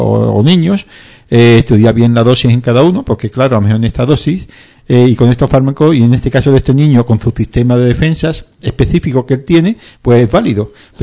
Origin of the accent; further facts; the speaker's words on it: Madrid, Community of Madrid, Spain; además yo soy de Madrid, así que, en fin